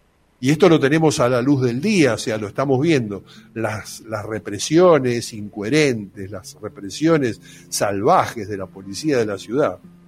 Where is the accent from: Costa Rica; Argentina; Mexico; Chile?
Argentina; si no somos capaces los argentinos de rememorar la gesta histórica